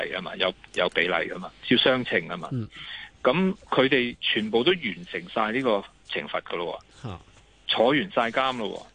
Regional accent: Hong Kong; 你谂下，我哋香港人咧，如果系被拘留咧

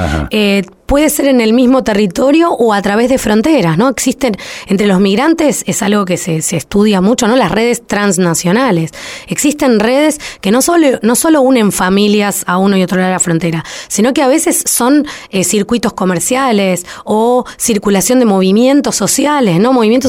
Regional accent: Buenos Aires, Argentina; siempre me presento como una porteña avergonzada, de nuestra soberbia, de nuestra ignorancia, incluso con nuestro propio país.

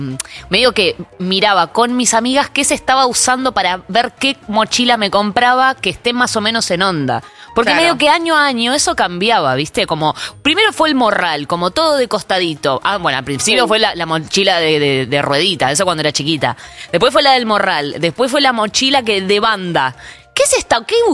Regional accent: Berazategui, Buenos Aires Province, Argentina; primero que sos de Berazategui como yo, me encanta.

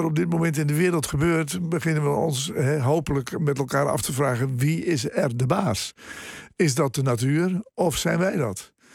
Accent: Zeeland, Netherlands; Ik heb een groot deel van mijn jeugd in Zeeland doorgebracht.

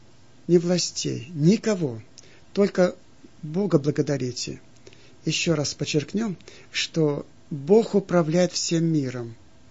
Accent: Aleysk, Altai Krai, Russia; в детстве я в Алтайском крае жил, в городе Алейске

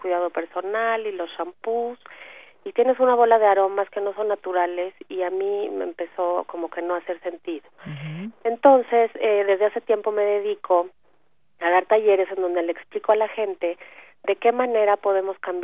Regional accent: Mexico City, Mexico; yo soy del DF, pero ya me voy a ir para allá en unos días para dar unos talleres.

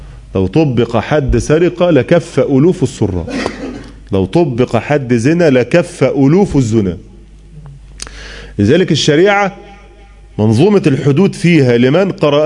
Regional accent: Egypt; عندنا في مصر

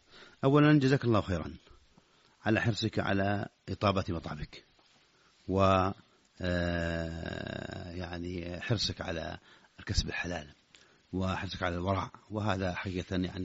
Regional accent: Saudi Arabia; خاصة إذا كنت في السعودية وهو يبدو لك فعلا هذا لأن حافزه عندنا في السعودية

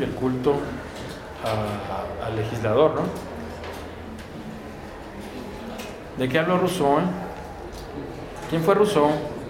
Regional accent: Mexico; La norteamericana, efectivamente, llamada americana, pero nosotros mexicanos también somos americanos.

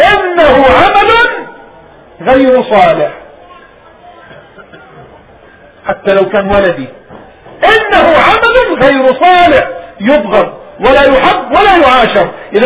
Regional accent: Palestine; هذا الكلام بقي في بلادنا ربما إلى الهجرة، ثاني هجرتنا وطردنا من بلادنا فلسطين

